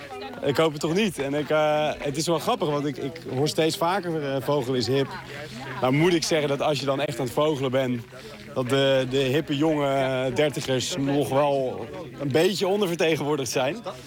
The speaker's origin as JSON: {"language": "Dutch", "town": "Waterland", "region": "North Holland", "country": "Netherlands", "said": "En voor de rest, ik kom uit Waterland, dus daar hebben we ook altijd op de vogels gelet."}